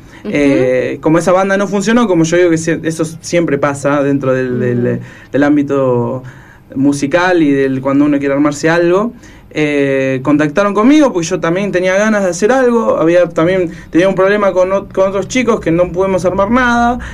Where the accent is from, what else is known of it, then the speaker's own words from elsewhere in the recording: Buenos Aires, Argentina; moved away; yo soy de Buenos Aires, me mudé hace aproximadamente 2 años, ya casi 3